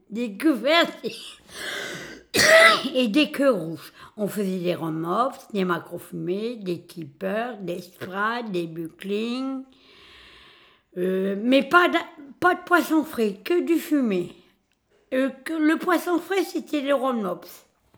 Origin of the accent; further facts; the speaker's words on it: Hauts-de-France, France; Comme on est du Nord-Pas-de-Calais, le plus grand jeu dans le Nord-Pas-de-Calais, c'est le foot.